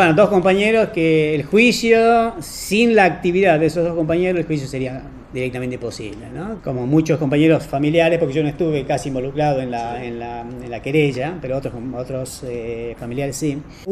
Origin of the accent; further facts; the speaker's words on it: Tucumán, Argentina; yo soy de Tucumán, ¿no?